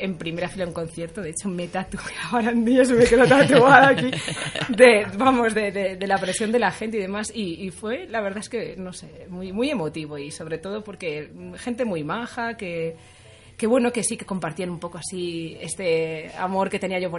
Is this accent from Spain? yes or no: yes; Galicia, Spain; Todo empieza allá por mi adolescencia, en mi pueblo pequeño, Galicia. De mi Galicia natal.